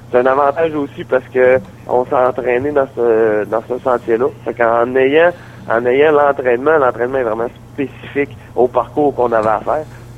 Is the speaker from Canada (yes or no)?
yes; Dolbeau, Quebec, Canada; Oui, je suis impliqué de plus en plus à Saint-Félicien, même si je viens de Dolbeau. J'ai resté avec des attaches à Dolbeau.